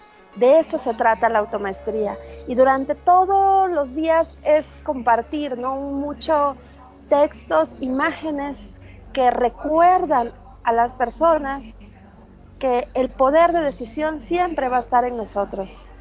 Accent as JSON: {"language": "Spanish", "country": "Mexico", "said": "yo soy mexicana, sí"}